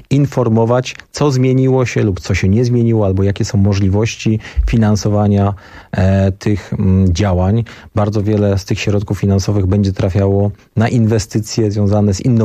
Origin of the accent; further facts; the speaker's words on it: Bielsko-Biała, Silesian Voivodeship, Poland; Zresztą ja pochodzę z Bielska Białej, to jest miasto na południu Polski.